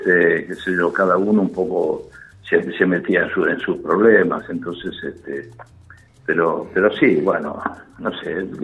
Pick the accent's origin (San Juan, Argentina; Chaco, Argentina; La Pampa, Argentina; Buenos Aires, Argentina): Buenos Aires, Argentina; yo vivía a 3 cuadras, yo soy del barrio del Retiro. Sí. Estábamos en Córdoba y San Martín, y yo vivía en Reconquista y Paraguay.